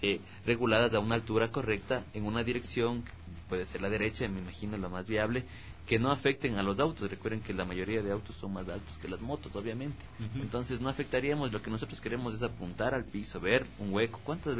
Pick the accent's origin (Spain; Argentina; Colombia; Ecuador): Ecuador; yo ya conozco a mi gente, o sea, todos somos ecuatorianos